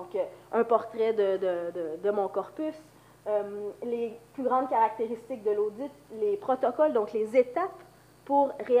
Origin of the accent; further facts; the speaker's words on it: Quebec, Canada; accent: Quebec; now in Lyon, France; Donc, je vais faire mon possible avec ma grippe, mon accent québécois, pour que vous puissiez bien comprendre.